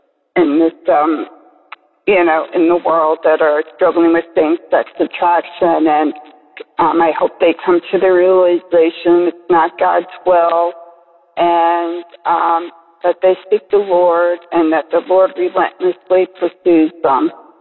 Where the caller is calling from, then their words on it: East Coast, United States; Hi, I'm calling from the East Coast of the United States